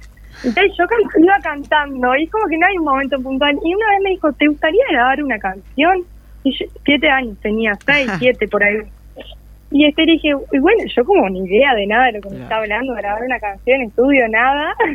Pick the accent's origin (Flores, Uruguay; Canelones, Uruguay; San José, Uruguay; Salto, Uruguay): San José, Uruguay; San José de Mayo; also born or lived in Montevideo; Yo soy de San José, en realidad nací allá en Montevideo, pero al año me vine a vivir para acá. Uh-huh. Y bueno, me he formado acá.